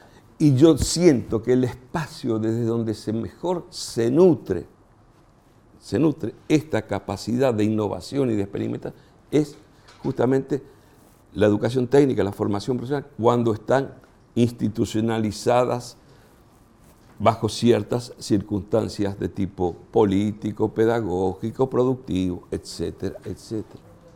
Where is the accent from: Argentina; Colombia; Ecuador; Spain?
Argentina; Buenos Aires; yo soy porteño, imagínense, somos los dueños del mundo, los porteños.